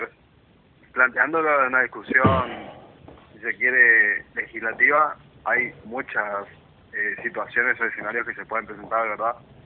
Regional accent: Corrientes, Argentina; Yo soy de Corrientes.

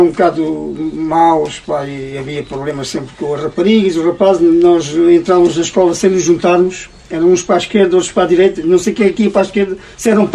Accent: Bobadela, Portugal; born there; Eu nasci aqui na Bobadela e vivi noutra Bobadela.

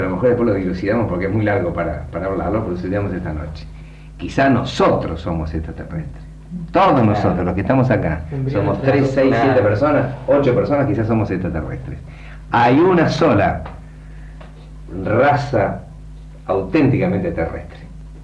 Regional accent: Argentina; En mi país los mapuches son unos indios atorrantes que están ahí en la provincia de Río Negro y de Chubut, y que nadie le da ninguna importancia.

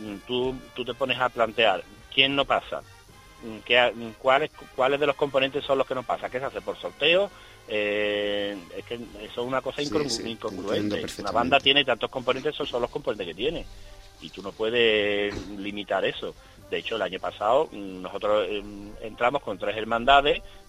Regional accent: Albaida del Aljarafe, Andalusia, Spain; yo soy de Albay de Aljarafe, un pueblo de la provincia de Sevilla.

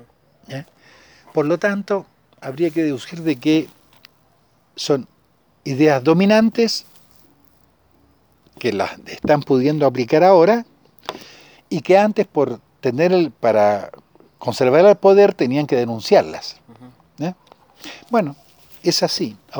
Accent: Chile; Entonces, yo soy chileno

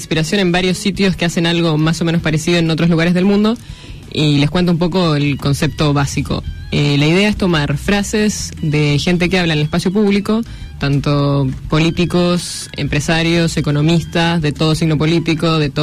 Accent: Chile; moved away as an adult; now in Argentina; Yo soy chilena.

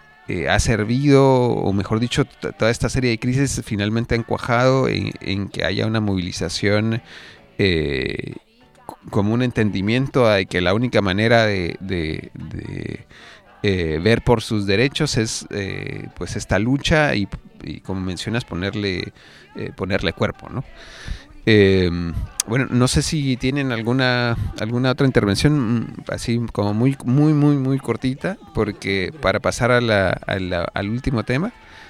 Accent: Chile; como pueblo chileno

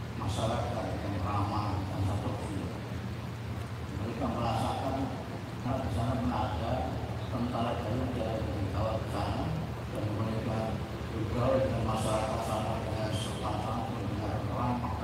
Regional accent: Indonesia; saya bilang, saya dari Indonesia.

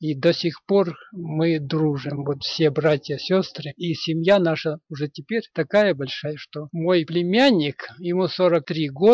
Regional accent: Kamensk-Uralsky, Sverdlovsk Oblast, Russia; born there; Родился я на Урале. Есть такой город недалеко от Екатеринбурга, Каменск-Уральский.

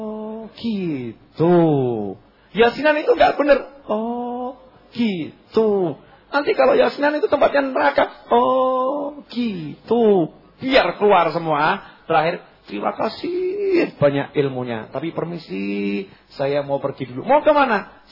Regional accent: Java, Indonesia; Ini kita orang Jawa ya begini nih, udah ini memang warisan leluhur ini.

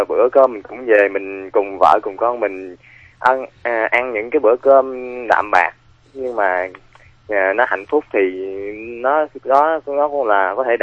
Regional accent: Mekong Delta, Vietnam; nay em 23 tuổi. Em là người miền Tây. Hiện tại em đang đi làm ở thành phố Hồ Chí Minh.

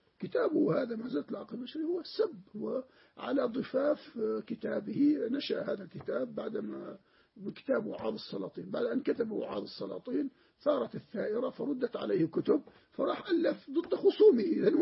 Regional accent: Jordan; عندنا في الأردن هكذا

